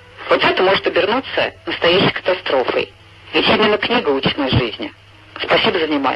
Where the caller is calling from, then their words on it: Nizhny Novgorod, Nizhny Novgorod Oblast, Russia; Я звоню из Нижнего Новгорода.